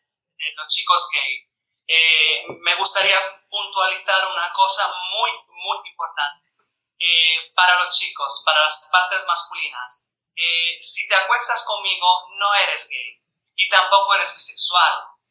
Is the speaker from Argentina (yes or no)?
no; Italy; Spanish is a second language; A ver, yo soy italiana.